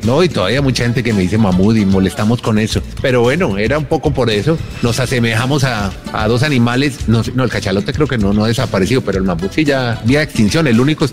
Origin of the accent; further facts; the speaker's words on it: Bogotá, Colombia; also born or lived in Medellín; porque yo soy de Bogotá, yo nací aquí, me fui un año a Medellín a buscar un sueño